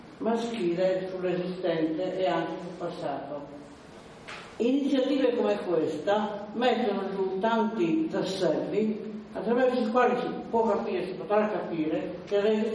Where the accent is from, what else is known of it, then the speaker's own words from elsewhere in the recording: Piedmont, Italy; born there; Io sono piemontese di nascita, in Piemonte rispetto all'autorità considerevo il pezzo della cultura anche popolare.